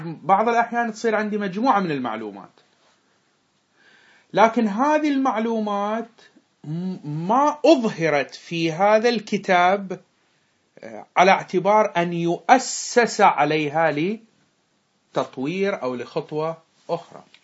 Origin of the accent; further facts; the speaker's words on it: Bahrain; أحد الخطباء عندنا في البحرين